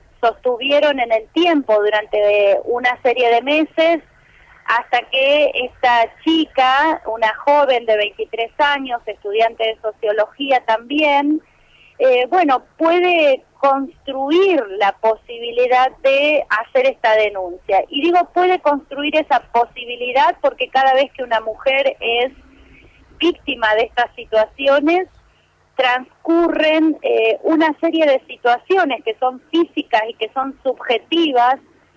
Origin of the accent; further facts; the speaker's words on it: Neuquén, Argentina; nosotras somos de Neuquén